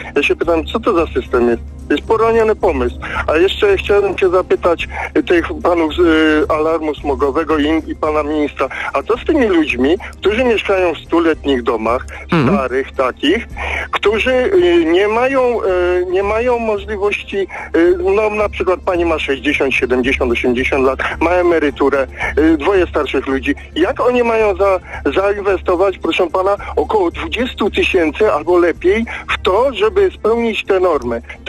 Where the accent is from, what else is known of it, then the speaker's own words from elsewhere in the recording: Kalwaria Zebrzydowska, Lesser Poland, Poland; Jestem z Kalwarii Zebrzydowskiej, właśnie z Małopolski.